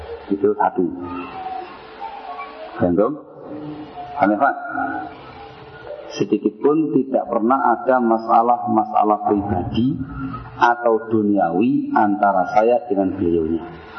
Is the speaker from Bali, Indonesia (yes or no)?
no; Sidayu, East Java, Indonesia; Saya asli orang Sidayu Gresik, Jawa Timur.